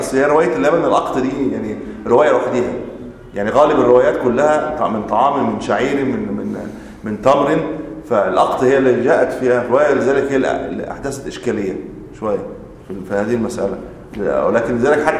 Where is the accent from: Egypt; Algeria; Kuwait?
Egypt; ممكن عندنا في مصر التمر هو ليس بغالب اللي عندنا الرز مثلا